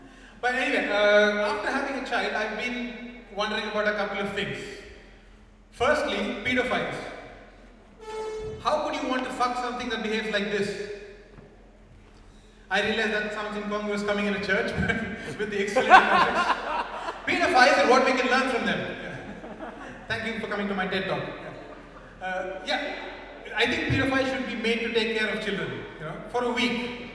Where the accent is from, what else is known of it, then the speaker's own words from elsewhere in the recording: India; I'm also from India, where all the people come from.